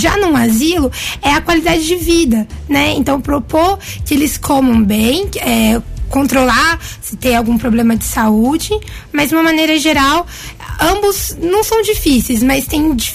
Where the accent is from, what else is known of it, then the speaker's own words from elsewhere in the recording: São Paulo, Brazil; now in Guaranésia, Brazil; sou paulistana de sangue, mas mineira de coração.